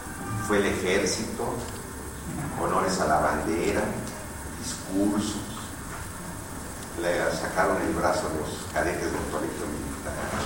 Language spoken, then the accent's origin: Spanish; Mexico City, Mexico; born there; mi mamá y mi papá son del DF. Y mis abuelos y bisabuelos eran del DF. Entonces soy dinosaurio. Y además nací en la Merced. Soy paisano de Jacobo Zabudowski. Nací en la calle de Cabañas y Carretones, ando de la Merced.